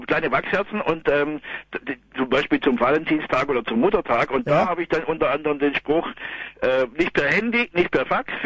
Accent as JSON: {"language": "German", "town": "Ravensburg", "region": "Baden-Württemberg", "country": "Germany", "said": "Ich komme aus Ravensburg"}